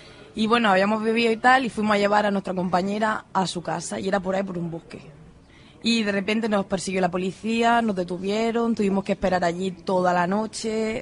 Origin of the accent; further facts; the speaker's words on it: Andalusia, Spain; Hay que decirlo, que yo soy andaluza.